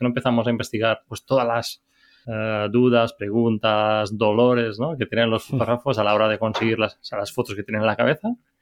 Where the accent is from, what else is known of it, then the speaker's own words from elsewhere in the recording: Balearic Islands, Spain; pues, soy menorquín